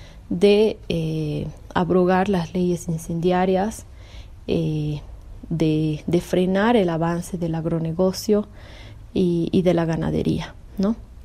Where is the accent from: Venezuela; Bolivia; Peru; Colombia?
Bolivia; Exijo como humana perteneciente a este territorio y denominada como boliviana